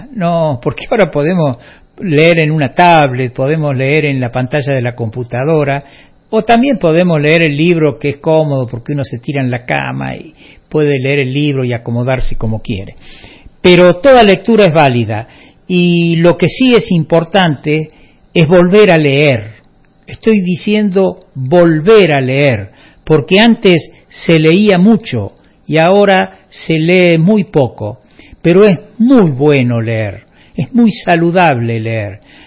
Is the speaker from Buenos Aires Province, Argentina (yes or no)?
no; Córdoba, Argentina; somos todos de Parabachasca.